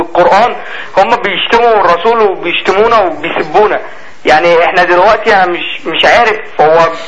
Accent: Alexandria, Alexandria Governorate, Egypt; ايوه انا اسكندراني

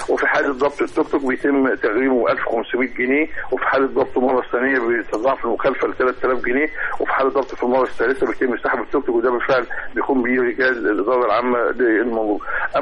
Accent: Egypt; واللي احنا بنعاني منها كمصريين

